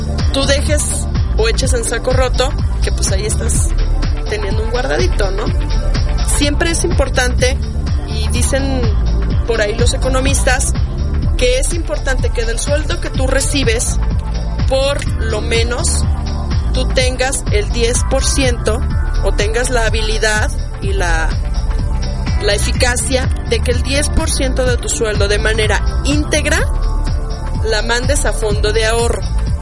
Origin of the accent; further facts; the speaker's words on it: Mexico; es importante que tengamos memoria como ciudadanos, como mexicanos